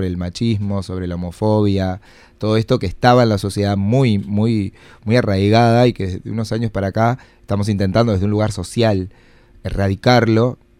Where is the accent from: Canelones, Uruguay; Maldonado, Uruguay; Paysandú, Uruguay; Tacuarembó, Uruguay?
Paysandú, Uruguay; now in Montevideo, Uruguay; Yo soy de Paysandú.